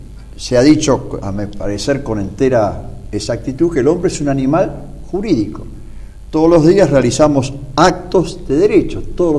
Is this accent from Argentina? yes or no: yes; Argentina; como laicos católicos y como ciudadanos argentinos